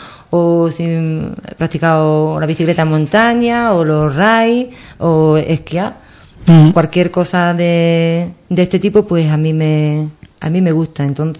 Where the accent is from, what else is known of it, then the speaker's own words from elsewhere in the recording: Ubrique, Andalusia, Spain; now in Cádiz, Spain; vivo en Cádiz, yo nunca, cuando voy por ahí, me preguntan dónde eres. Siempre digo, soy de Ubrique. O sea, que es que yo no puedo perder ni quiero mis raíces, porque yo me siento muy orgullosa de ser ubriqueña